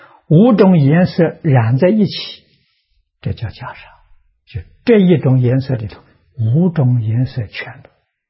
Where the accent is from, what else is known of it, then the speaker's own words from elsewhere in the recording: China; 一不是我们中国人穿的这个一，中国人穿的都是裁缝剪好了的